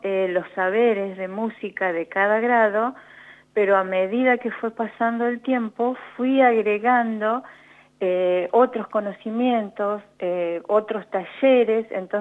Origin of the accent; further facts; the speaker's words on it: Santa Rosa, La Pampa, Argentina; yo soy de Santa Rosa, entonces yo dije, ¿por qué no en mi zona?